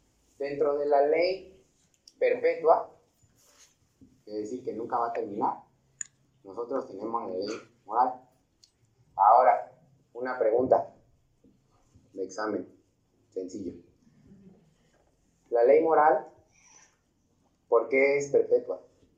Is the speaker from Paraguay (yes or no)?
no; Mexico; No, como mexicanos sí